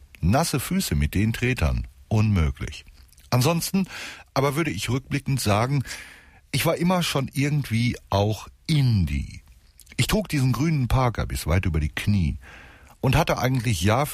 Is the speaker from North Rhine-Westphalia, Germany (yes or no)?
yes; North Rhine-Westphalia, Germany; Ich bin Westfale, so schnell werfe ich nichts weg